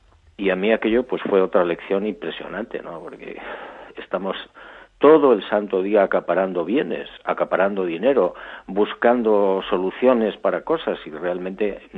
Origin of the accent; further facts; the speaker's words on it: Barbate, Andalusia, Spain; ya estoy planteando seriamente la posibilidad de regresar a mi pueblo, a Barbate, a mi playa